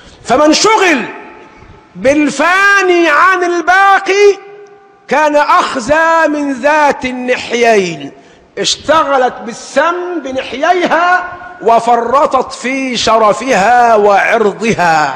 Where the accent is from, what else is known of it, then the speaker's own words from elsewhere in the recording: Sharqia Governorate, Egypt; السمن توضع عندنا نحن أبناء الشرقية في إناء مخخر بنسميه محلبة